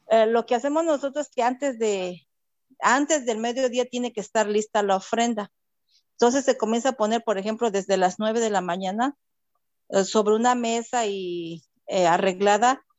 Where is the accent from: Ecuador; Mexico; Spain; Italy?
Mexico; Ocotepec, Morelos; Soy originaria de México, pero especialmente de Cuernavaca, Morelos, de un poblado que se llama Ocotepec.